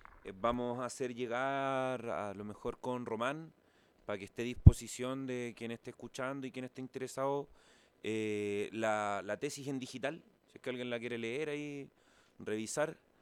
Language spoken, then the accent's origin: Spanish; Puente Alto, Santiago Metropolitan Region, Chile; yo soy de Puente Alto, hemos visto como el problema de la droga desde que somos chicos